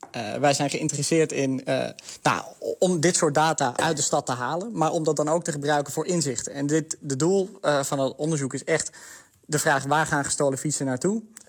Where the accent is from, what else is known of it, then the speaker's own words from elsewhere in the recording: Amsterdam, North Holland, Netherlands; ik denk juist persoonlijk als Amsterdammer, iedereen voelt dit probleem wel eens.